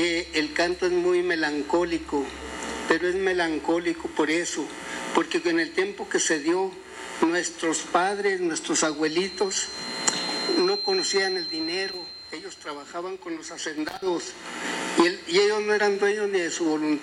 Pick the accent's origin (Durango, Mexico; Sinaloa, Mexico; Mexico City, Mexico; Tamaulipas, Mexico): Durango, Mexico; Nosotros somos del estado de Durango.